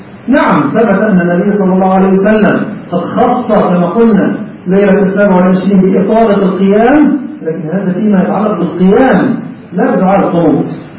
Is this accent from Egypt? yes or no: yes; Egypt